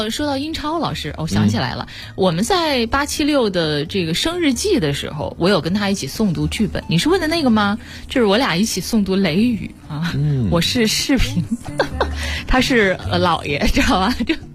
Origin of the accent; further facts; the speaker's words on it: Wuhan, Hubei, China; 因为大家都知道我是武汉人，武汉有一个在我们那个时候80、90后都知道的一个很厉害的作文比赛